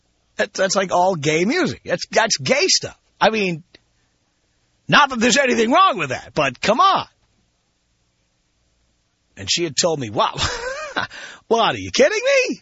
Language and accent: English; United States; which didn't make any sense to me as an American, but hey, what do I know?